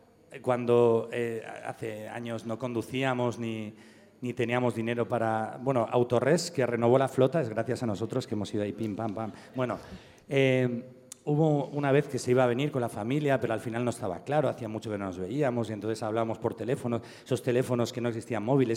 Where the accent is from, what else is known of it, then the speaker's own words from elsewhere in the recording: Valencian Community, Spain; Ella es madrileña, yo soy valenciano.